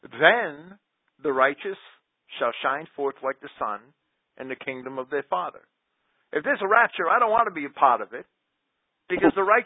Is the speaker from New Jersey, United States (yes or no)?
yes; Jersey City, New Jersey, United States; Well, I grew up with them. I grew up in Jersey City, right in the middle.